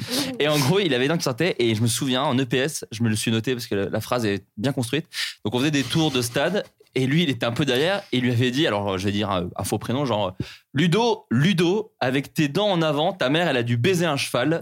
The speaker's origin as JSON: {"language": "French", "region": "Bourgogne-Franche-Comté", "country": "France", "said": "Alors moi je viens de Bourgogne aussi"}